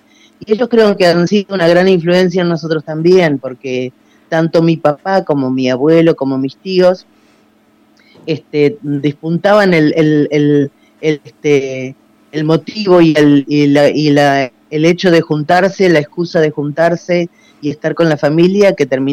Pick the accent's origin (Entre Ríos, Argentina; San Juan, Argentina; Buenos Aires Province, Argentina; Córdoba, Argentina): Buenos Aires Province, Argentina; San Isidro; born there; mi hermano Luis y yo nacimos en la provincia de Buenos Aires, pero del lado del norte de la provincia de Buenos Aires, es Béjar, partido de San Isidro.